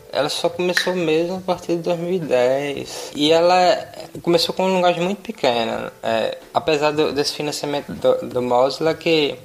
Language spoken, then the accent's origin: Portuguese; Natal, Rio Grande do Norte, Brazil; Oi, sou de Natal, do Rio Grande do Norte.